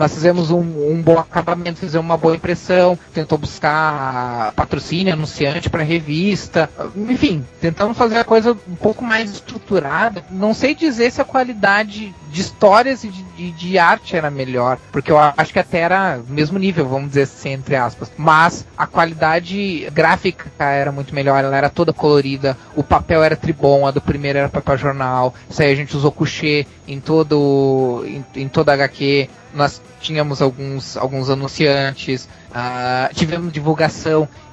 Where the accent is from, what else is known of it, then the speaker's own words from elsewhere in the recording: Rio Grande do Sul, Brazil; eu sou do Rio Grande do Sul.